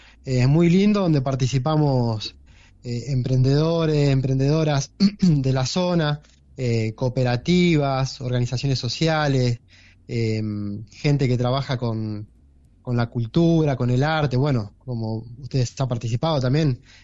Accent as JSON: {"language": "Spanish", "town": "Cosquín", "region": "Córdoba", "country": "Argentina", "said": "Como yo soy de acá de Cosquín."}